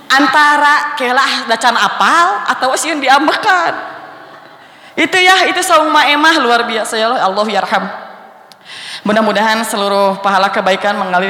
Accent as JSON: {"language": "Indonesian", "town": "Cipari", "region": "Central Java", "country": "Indonesia", "tie": "born or raised there", "said": "saya itu merasa bahwa saya dibesarkan di Cipari, dididik di Cipari"}